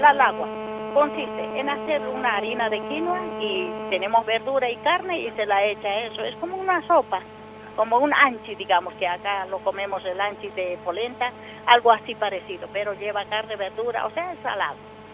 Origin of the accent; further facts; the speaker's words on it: Oruro, Bolivia; now in Mendoza, Argentina; soy procedente de Oruro, Bolivia.